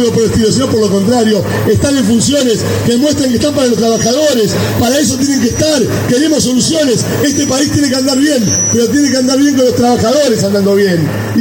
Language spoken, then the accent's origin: Spanish; Argentina; somos los que somos el pueblo argentino